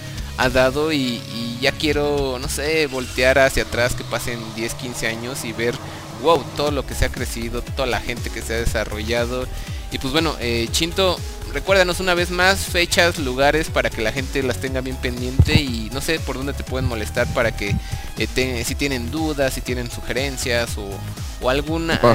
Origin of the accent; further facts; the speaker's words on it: Mexico; Si algo somos acá, los latinos, los mexicanos sobre todo, somos apasionados